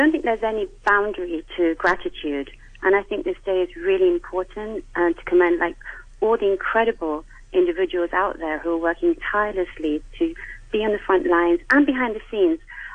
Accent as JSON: {"language": "English", "country": "India", "lives_now": "Hong Kong", "said": "I'm Indian, so I have my people behind me, which is wonderful. I come from the Sikh community"}